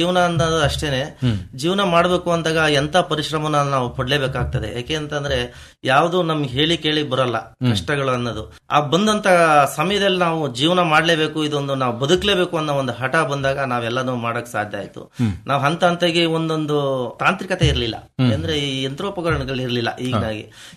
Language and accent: Kannada; Arkalgud, Karnataka, India; ನಾವು ಮೂಲತಃ ಅರಕಲಗೂಡು ತಾಲೂಕ್ನವರು. ಅಲ್ಲಿ ಹೇಮಾವತಿ ಮುಳುಗಡೆಯಿಂದ ನಮ್ಗೆ ಇಲ್ಲಿ